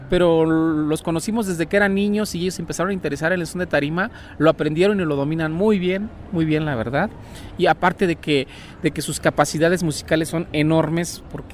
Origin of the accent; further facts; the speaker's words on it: Tixtla, Guerrero, Mexico; moved away as an adult; now in Mexico City, Mexico; Yo me vengo a mudar de Tixla, me vine a mudar aquí a México a estudiar